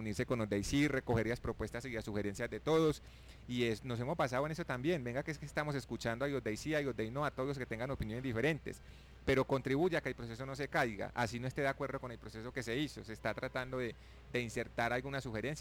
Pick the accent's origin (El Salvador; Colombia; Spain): Colombia; Nos hemos basado en que todos somos colombianos, en que queremos vivir en paz